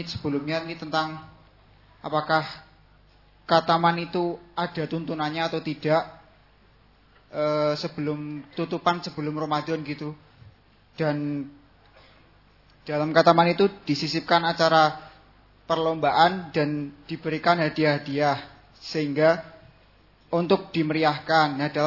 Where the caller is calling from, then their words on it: Temanggung, Central Java, Indonesia; Ini pertanyaan dari saya dari Temanggung, Pak.